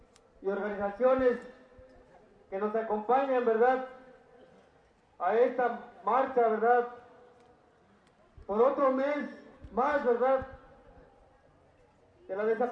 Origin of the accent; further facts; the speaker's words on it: Mexico; Entonces, señores, como mexicanos, pues nos corresponde estar ahí en la lucha con ustedes.